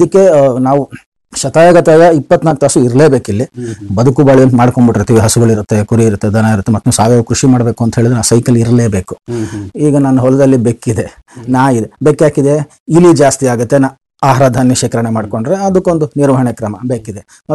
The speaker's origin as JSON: {"language": "Kannada", "town": "Bangalore", "region": "Karnataka", "country": "India", "tie": "born or raised there", "said": "ನಮ್ಮ ತಂದೆಯವರು ಉದ್ಯೋಗ ನಡೆಸಿ ಬೆಂಗಳೂರಿಗೆ ಬಂದ್ರು, ಕಸ್ಟಮ್ಸ್ ಅಲ್ಲಿ ಅವರು ಗೆಸ್ಟ್ ಆಫೀಸರ್ ಆಗಿ ಕೆಲಸ ಮಾಡಿದ್ರು. ಮತ್ತೆ ನಾವು ಹುಟ್ಟಿದ್ದು ಬೆಳೆದಿದ್ದೆಲ್ಲ ಬೆಂಗಳೂರಲ್ಲೇ."}